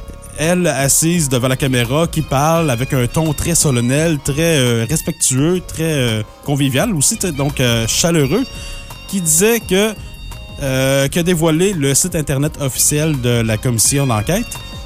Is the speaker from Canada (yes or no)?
yes; Quebec, Canada; Maintenant, plus proche de chez nous, au Québec, on s'ennuyait